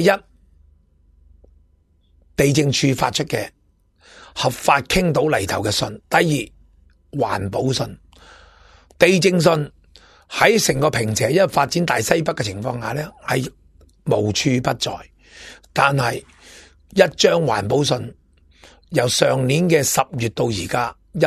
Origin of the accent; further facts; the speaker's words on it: Hong Kong; 我哋香港人点啊，我哋香港人点啊